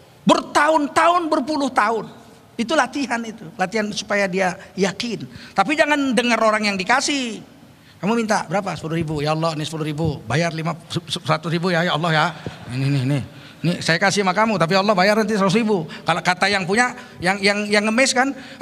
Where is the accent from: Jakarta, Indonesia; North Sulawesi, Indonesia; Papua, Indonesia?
Jakarta, Indonesia; East Jakarta; Saya orang Jakarta Timur. Tinggal Jakarta Timur saya.